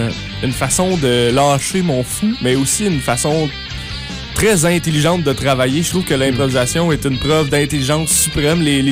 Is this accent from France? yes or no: no; Magog, Quebec, Canada; Donc, je viens de la région de l'Estrie, de la petite région de Magog, tout près du lac Memfré, Magog